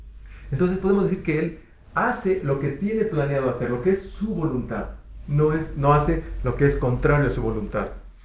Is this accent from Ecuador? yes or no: no; Mexico; born there; Yo no escogí nacer en México. Nací como mexicano